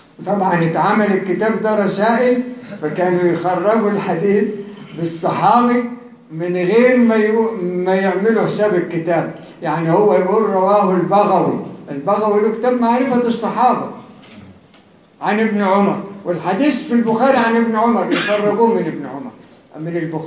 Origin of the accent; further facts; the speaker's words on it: Cairo, Cairo Governorate, Egypt; أما دي اللي أنا فيها من القاهرة.